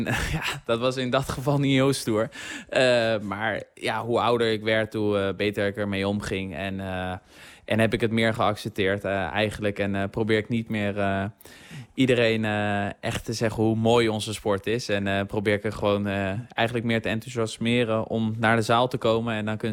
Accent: South Holland, Netherlands; Ik kom uit de regio van Den Haag natuurlijk.

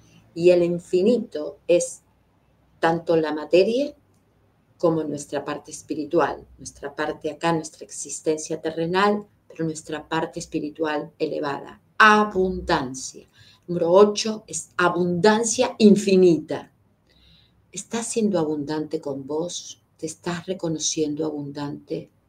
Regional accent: Argentina; born there; tenemos que empezar a reconciliarnos con los que nacimos acá en Argentina, con esa gran madre que es Argentina

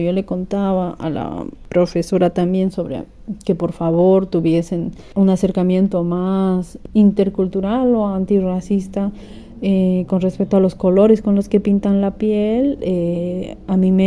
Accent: Bolivia; now in Barcelona, Spain; Yo soy de Bolivia, tengo un hijo de 8 años actualmente. Él está escolarizado y vivimos en Barcelona.

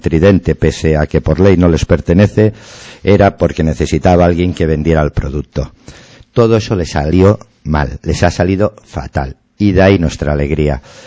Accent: Catalonia, Spain; de barrio somos tú y yo somos del Besós, nos hemos criado con amigos de la mina

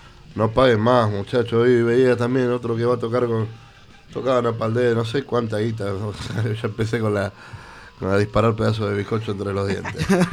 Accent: Avellaneda, Buenos Aires Province, Argentina; Soy de Avellaneda, soy de Avellaneda

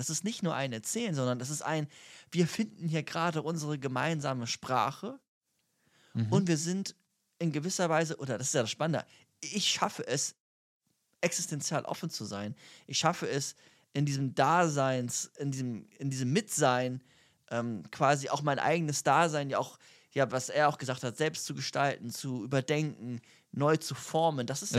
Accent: Germany; Wir sind beide Deutsche, ne? Schon mal gut.

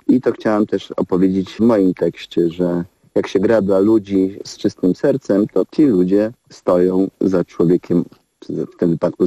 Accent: Rzeszów, Subcarpathian Voivodeship, Poland; Pochodzę z Rzeszowa, gdzie urodził się … czyli nasz legendarny blues rockowy muzyk.

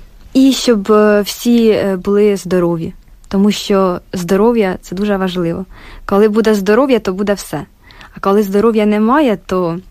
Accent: Poltava, Poltava Oblast, Ukraine; now in Kyiv, Ukraine; Ми з Полтави. А навчаємося в Києві.

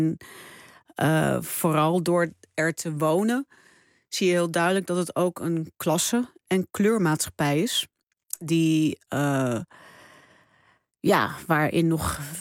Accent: Netherlands; also born or lived in Suriname; Ik woonde toen in Suriname. En ik had er altijd ook wel in mijn... Toen ik opgroeide in Nederland...

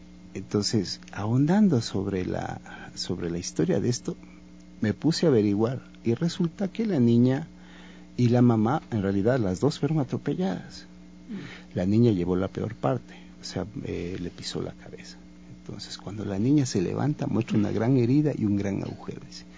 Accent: Cuenca, Azuay, Ecuador; yo no soy de aquí, yo soy de la Suay, yo soy cuencano

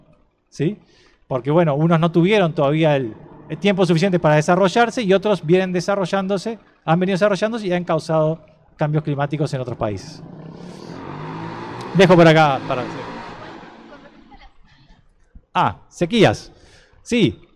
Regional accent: Uruguay; han hecho que las lluvias sobre nuestro país aumenten entre un 10 y un 15%. ¿Somos los uruguayos culpables de eso?

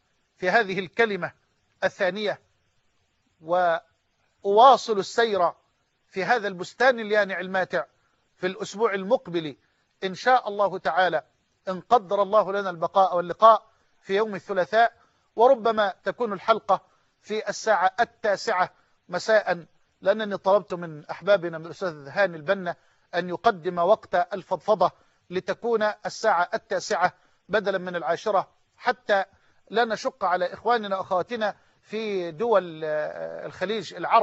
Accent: Egypt; وأن يجعل بلدنا مصر أمنا أمانا، سخاء رخاء

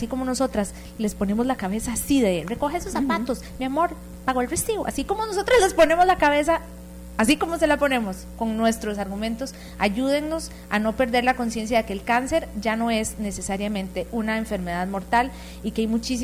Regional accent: Costa Rica; cómo somos las mujeres costarricenses en términos de verdadera valoración de nuestra salud

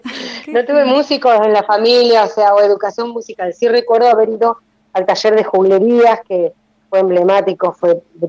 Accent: La Plata, Buenos Aires Province, Argentina; Sí, soy platense.

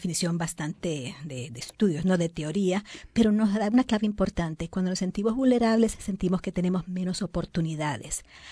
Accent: Puerto Rico; En mi país, en Puerto Rico, dicen lo que viene es lo que conviene.

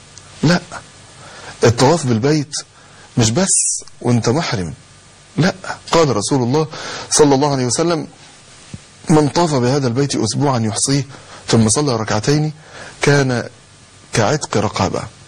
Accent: Egypt; احنا عندنا مشكلة كمصريين

